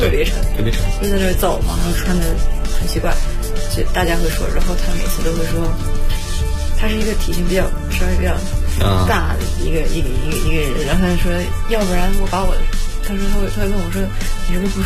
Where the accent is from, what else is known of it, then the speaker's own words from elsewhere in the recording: China; 那我自己身为一个中国人